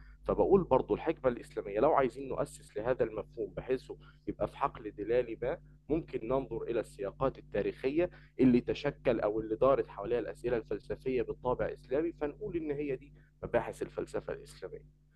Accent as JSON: {"language": "Arabic", "country": "Egypt", "said": "من مصر وطالب في أو يعني اتخرجت من كلية اقتصاد وعلوم سياسية جامعة القاهرة."}